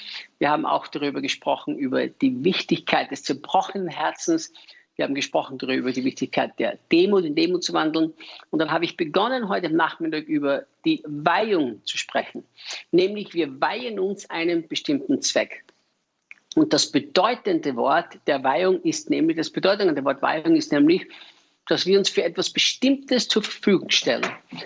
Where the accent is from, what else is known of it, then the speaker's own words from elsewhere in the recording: Austria; als Österreicher, der dem deutschsprachigen Raum dienen darf.